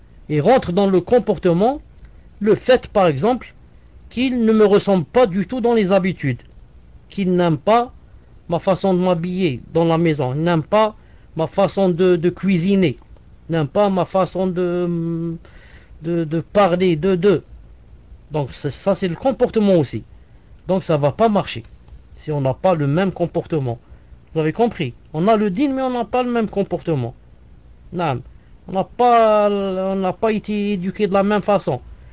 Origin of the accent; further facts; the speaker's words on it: Algeria; directement, je suis algérien, elle est algérienne